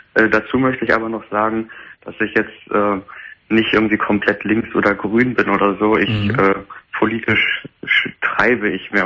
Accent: Lower Saxony, Germany; Ich bin jetzt niemand aus Heidenau. Ich komme aus Niedersachsen.

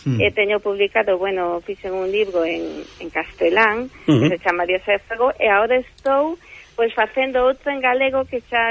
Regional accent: Vigo, Galicia, Spain; also born or lived in Switzerland; case sempre galega, porque a verdade é que nacín en Suiza, pero xa de moi pequeniña viñemos para aquí, para Vigo. Uh-huh. Os meus pais, bueno, sí, son de Sangro de Ensana, da zona de Celanova, de Berea.

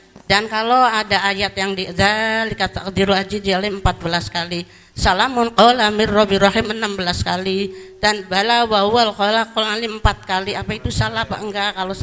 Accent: Gegundung, West Java, Indonesia; saya dari Gegundung, tangga desa Sendang. … saya jualan daging di pasar Kali Tanjung Hajar Mukti.

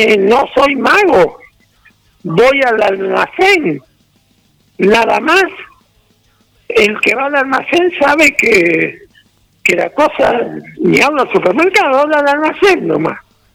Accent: Argentina; Porque todos somos argentinos, aunque pensemos distinto

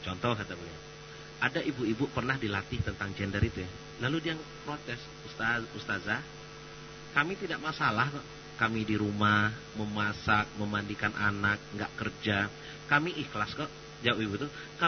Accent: Sumatra, Indonesia; Di beberapa daerah, mungkin di daerah saya juga begitu di Sumatera ya.

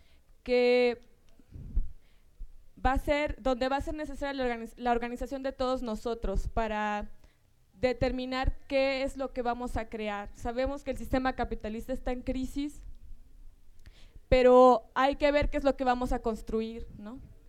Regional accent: La Paz, Baja California Sur, Mexico; yo soy miembro del Frente Zapatista Sudcaliforniano, soy de La Paz, Baja California

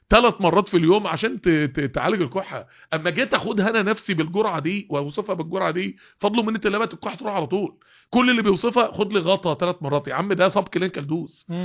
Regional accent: Mansoura, Dakahlia, Egypt; بدأت انزل المكتبات الطبية الكبيرة في القاهرة وانا من المنصورة

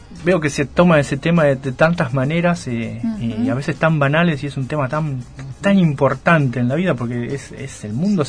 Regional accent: Mar del Plata, Buenos Aires Province, Argentina; also born or lived in Vicente López / Luján; Me crié acá hasta los 18, me fui a La Plata.

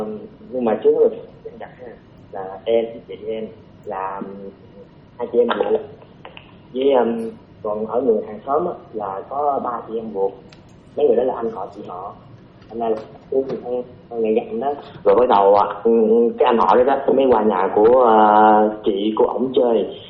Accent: Long Xuyên, An Giang, Vietnam; 17 tuổi, quê em ở Long Xuyên, An Giang, cùng quê với anh.

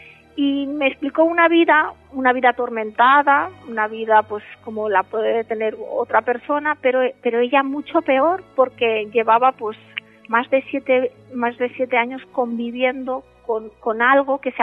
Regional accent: Lleida, Catalonia, Spain; Fíjate que yo soy de Lleida.

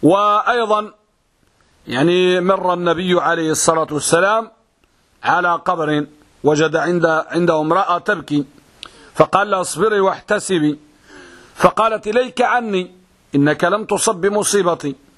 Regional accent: Morocco; حتى البعض يعني عندنا في المغرب يقول حق هذا الطعام

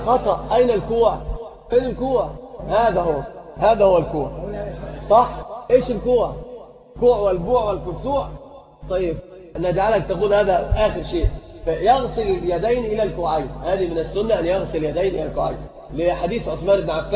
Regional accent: Morocco; يقل عن القلتين بالتفريق عندنا في المغرب

